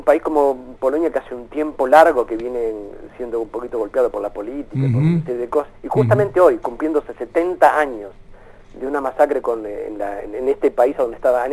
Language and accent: Spanish; Argentina; yo, por ejemplo, no me embandero como argentino, sino me embandero más como latino.